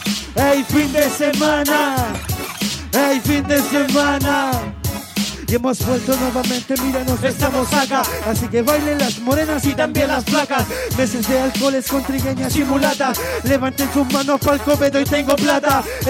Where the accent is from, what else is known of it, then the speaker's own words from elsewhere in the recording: Chile; ¡Ey, Chile! Porque somos chilenos, hermano